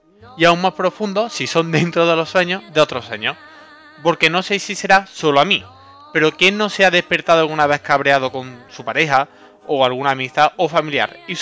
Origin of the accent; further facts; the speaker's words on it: Andalusia, Spain; como buen andaluz, alguna que otra siesta me he echado.